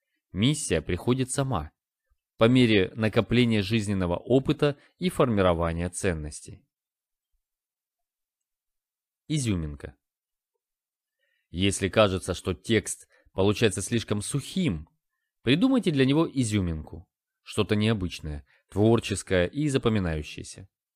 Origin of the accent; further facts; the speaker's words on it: Russia; Я ответил, что я из России. Но из-за отсутствия акцента они мне не поверили.